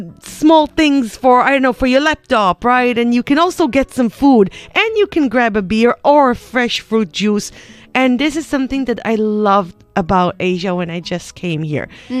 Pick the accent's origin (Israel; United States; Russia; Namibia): Israel; I'm coming from Israel, and the Mediterranean in particular, we are a nighttime economy.